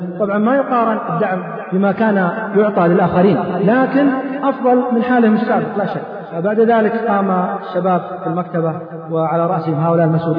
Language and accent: Arabic; Saudi Arabia; الذين عندنا في السعودية يختلفون